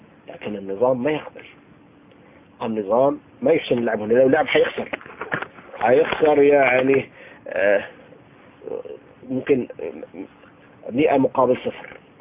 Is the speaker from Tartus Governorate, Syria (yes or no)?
yes; Tartus, Tartus Governorate, Syria; عايش معهم 20 سنة. فأنا ابن طرطوس، يعني فمبتلى بهم أهل السنة في طرطوس، هذه المدينة الجميلة الحلوة بأهلها